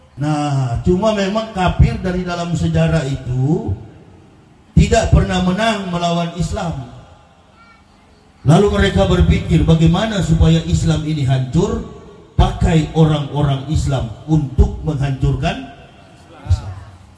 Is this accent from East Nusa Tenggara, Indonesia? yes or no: no; Manado, North Sulawesi, Indonesia; Saya adalah orang Manado, dilahirkan, dibesarkan di Manado.